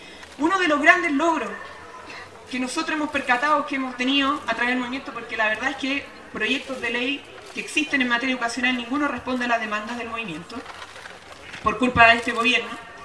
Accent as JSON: {"language": "Spanish", "country": "Chile", "said": "somos los jaguares de Latinoamérica, pero que sin embargo esa riqueza que ha crecido en Chile, que se ha producido, no se ve reflejada en la vida diaria"}